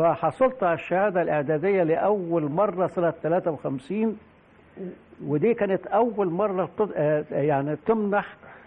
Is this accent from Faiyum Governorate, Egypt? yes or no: no; Mansoura, Dakahlia, Egypt; أنا أحد أبناء مدينة المنصورة، يعني اتولدت في المنصورة وقت أن كان الاحتلال البريطاني موجود، وأنا شفت العساكر الإنجليز في المنصورة على النيل وأنا سني يمكن بتاع 6-7 سنين.